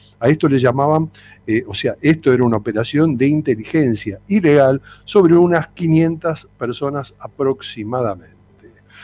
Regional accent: Argentina; usted no nos representa como argentino.

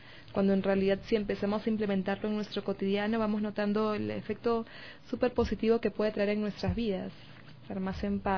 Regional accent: Peru; Sí, soy peruana

